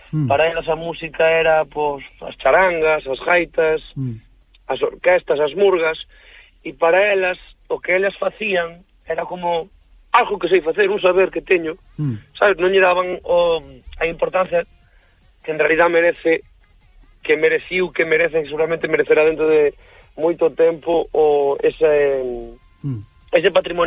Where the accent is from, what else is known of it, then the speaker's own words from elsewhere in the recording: Galicia, Spain; en Lorient fomos seleccionados como representación galega para levar a nosa música ali